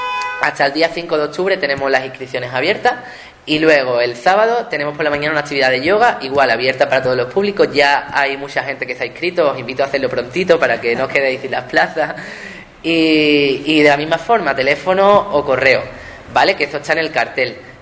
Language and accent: Spanish; Ubrique, Andalusia, Spain; y yo de aquí, que vengo de Ubrique.